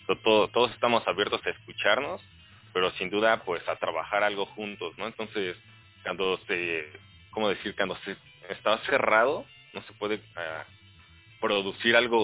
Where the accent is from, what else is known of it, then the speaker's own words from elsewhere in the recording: Tizayuca, Hidalgo, Mexico; Somos de Tizayuca, Hidalgo, por ahí cerca de Pachuca.